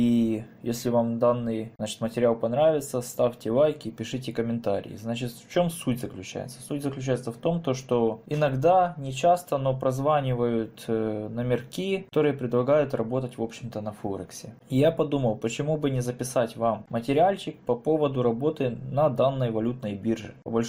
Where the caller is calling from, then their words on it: Vinnytsia, Vinnytsia Oblast, Ukraine; я Винница, город, Винницкая область.